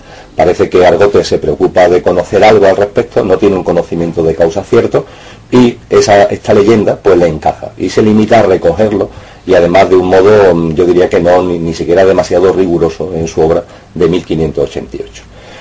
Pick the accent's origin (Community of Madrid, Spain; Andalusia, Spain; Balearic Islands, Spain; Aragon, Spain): Andalusia, Spain; Seville; yo como sevillano y como concejal me creía a pie juntillo